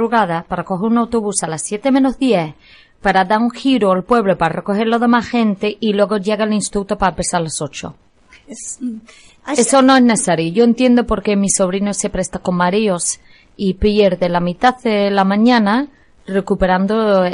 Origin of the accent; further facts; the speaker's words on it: England, United Kingdom; I'm English. I don't cook English food.